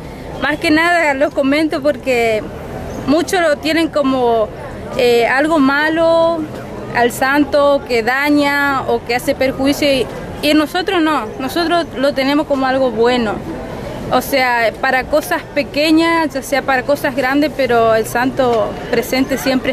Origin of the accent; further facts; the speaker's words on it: Villa Ocampo, Santa Fe, Argentina; soy de Santa Fe, Villocampo.